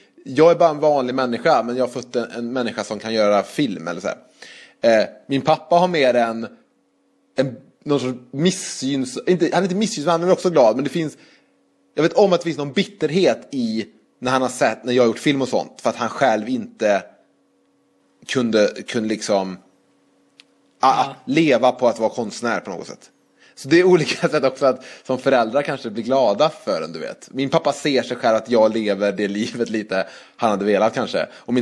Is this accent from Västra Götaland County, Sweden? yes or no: yes; Trollhättan, Västra Götaland County, Sweden; Så går man runt i Trollhättan där jag kommer ifrån